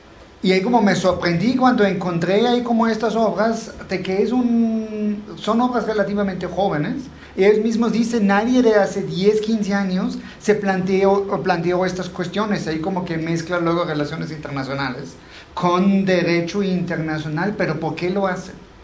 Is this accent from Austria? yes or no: yes; Austria; Spanish is a second language; now in Mexico; no, soy de Austria.